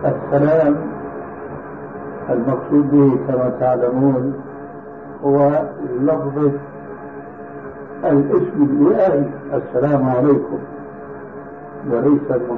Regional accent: Syria; لذلك عندنا في سوريا إلى عام قريب كانوا ينقلون

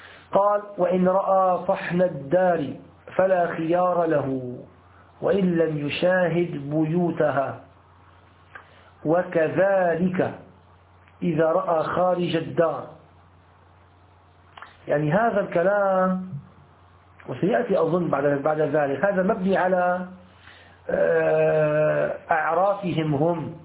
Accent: Damascus Governorate, Syria; يعني يسموها عندنا في سوريا في الشام أرض الديار

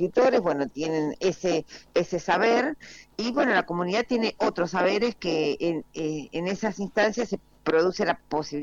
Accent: Mendoza, Argentina; now in Buenos Aires, Argentina; yo soy mendocina, vivo en Buenos Aires hace muchísimos años, pero soy mendocina

